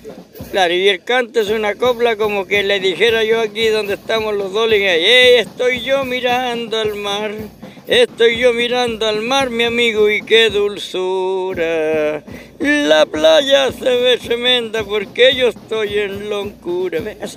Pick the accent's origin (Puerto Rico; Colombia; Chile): Chile; Putaendo, Valparaíso; Pero nosotros que somos campesinos, que somos de Putaendo, San Felipe, Quebrada de Alvarado